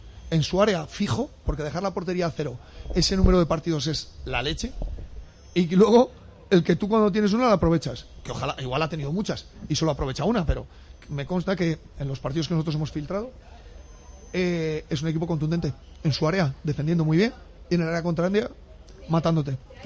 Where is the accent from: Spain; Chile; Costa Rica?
Spain; Castile and León; now in Elche, Spain; En mi pueblo y en el pueblo de mi mujer.